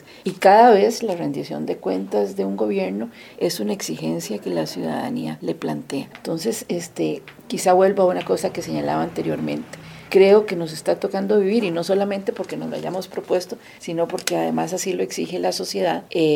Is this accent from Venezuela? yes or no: no; Costa Rica; mucho de lo que hoy somos los costarricenses y la sociedad costarricense